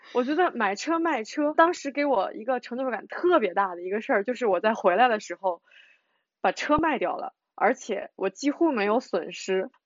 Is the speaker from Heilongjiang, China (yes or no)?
no; Shandong, China; also born or lived in Beijing; 就咱们是山东的嘛，之前是在北京，那我可能更习惯于北方一点的气候。